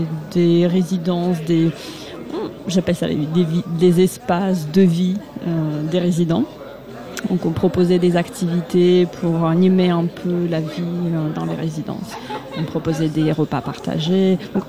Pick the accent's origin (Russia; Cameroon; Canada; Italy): Russia; French is a second language; now in France; Je suis russe, étudiante russe ici.